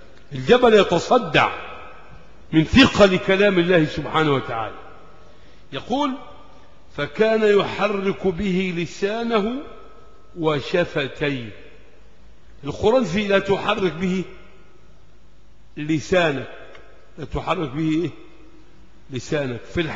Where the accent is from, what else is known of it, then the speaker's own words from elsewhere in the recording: Egypt; عندنا في مصر